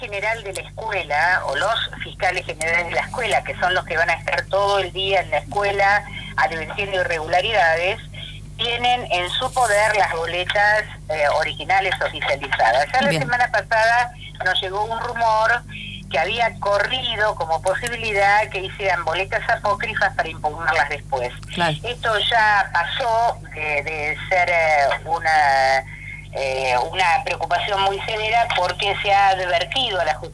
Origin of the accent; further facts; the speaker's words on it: San Isidro, Buenos Aires Province, Argentina; yo soy de San Isidro